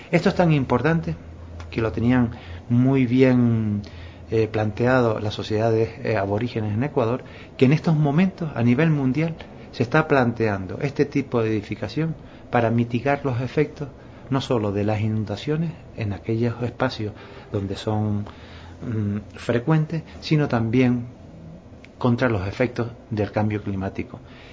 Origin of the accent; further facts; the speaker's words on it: Canary Islands, Spain; esa es la vocación de uno como isleño, como canario, que hemos tenido siempre históricamente una fuerte vinculación con el mundo americano